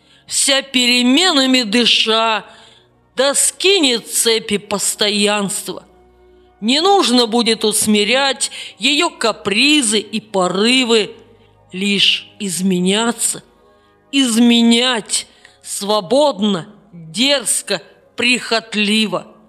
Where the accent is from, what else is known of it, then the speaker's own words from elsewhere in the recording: Saint Petersburg, Russia; С 1980 года я живу в моем родном городе Санкт-Петербурге.